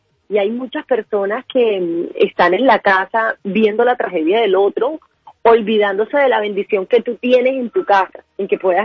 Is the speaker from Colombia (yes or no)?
yes; Colombia; a nosotros como colombianos nos cuesta un poco entender la situación del prójimo